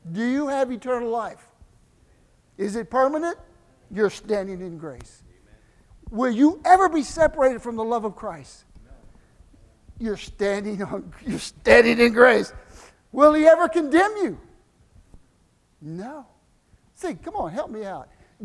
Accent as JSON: {"language": "English", "town": "Galveston", "region": "Texas", "country": "United States", "tie": "born there", "said": "I was born near Galveston, so it's like a wave of grace."}